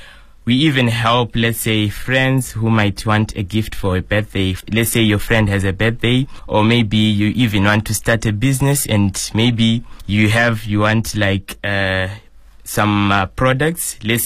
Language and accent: English; Zimbabwe; now in Shijiazhuang, China; I come from Zimbabwe. I stay in Shijiazhuang. I've been in China for about 3 years now